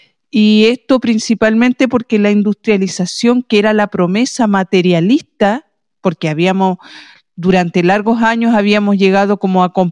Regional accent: Chile; así como nosotros en este tiempo le transmitimos que somos chilenos a nuestras hijas

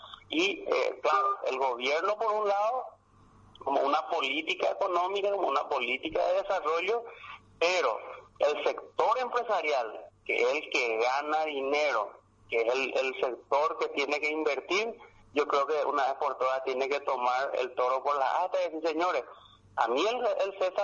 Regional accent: Paraguay; tenemos que sentarnos a hablar como paraguayos

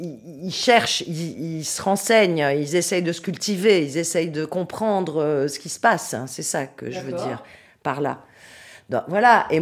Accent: France; moved away; Oui, je suis française, mais ça fait très longtemps que je suis ici, mais je suis française

